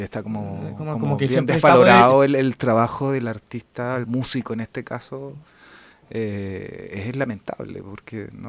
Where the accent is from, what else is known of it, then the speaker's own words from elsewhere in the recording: Santiago, Santiago Metropolitan Region, Chile; born there; moved away as an adult; now in Chillán, Chile; Lo que pasa es que yo en 1964 nací acá en el Hospital Barros Luco.